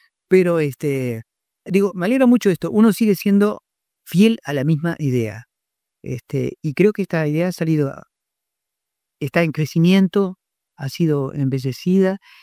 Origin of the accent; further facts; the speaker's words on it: Durazno, Uruguay; Acá en Durazno, que es mi pueblo